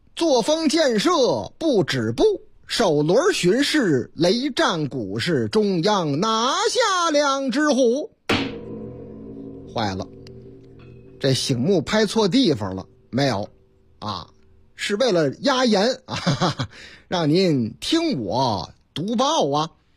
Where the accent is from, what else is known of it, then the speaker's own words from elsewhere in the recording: Chongqing, China; 在我老家重庆，咱村重庆，说是这个重庆璧山那个地方啊